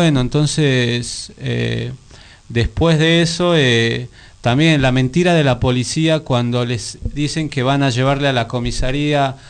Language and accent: Spanish; Bolivia; hay muchas personas que somos, los bolivianos somos muy, hay muchos, son muy sumisos